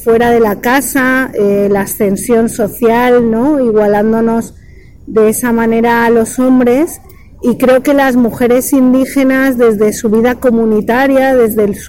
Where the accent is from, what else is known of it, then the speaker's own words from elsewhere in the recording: Valencia, Valencian Community, Spain; now in Mexico; soy de Valencia, pero me reconozco adicta a México. Llegué también como Didi. Bueno, yo llegué hace 20 años a México